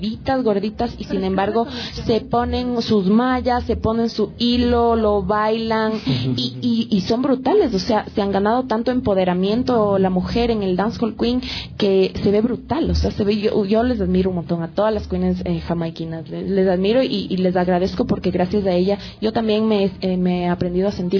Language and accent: Spanish; Quito, Pichincha, Ecuador; soy quiteña